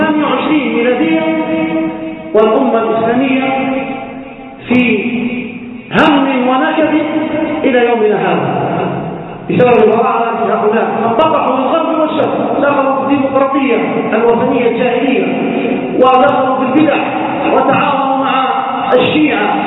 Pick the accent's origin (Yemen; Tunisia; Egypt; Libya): Libya; في بلدنا ليبيا والإسقاط طرابلس كما حصل أيام طويلة